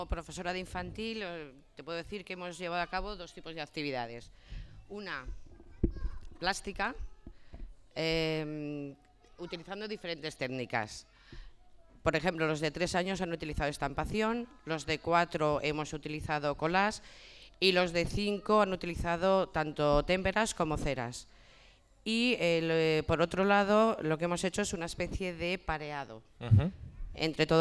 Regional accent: Fustiñana, Navarre, Spain; como todos somos de aquí de Fustiñana

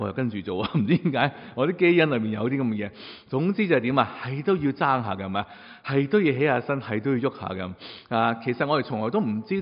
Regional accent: China; 因为我哋中国人觉得呢个系叫客气

